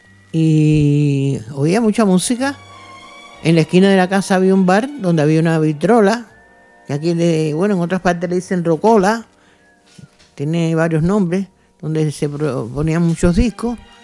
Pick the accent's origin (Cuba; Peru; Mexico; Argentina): Cuba; Havana; soy natural de la ciudad de La Habana, Cuba. Me crié en un barrio de los tantos que había en Marianao, Buenavista, un barrio no humilde, regular, había muchos españoles.